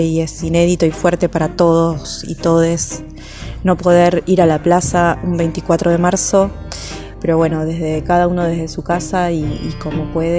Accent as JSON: {"language": "Spanish", "region": "Buenos Aires", "country": "Argentina", "said": "de Parque Chas."}